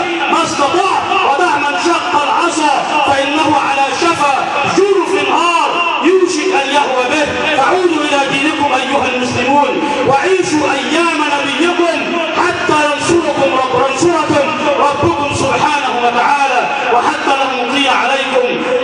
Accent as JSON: {"language": "Arabic", "country": "Egypt", "said": "اللهم اجعل بلدنا مصر بلد أمن وأمان"}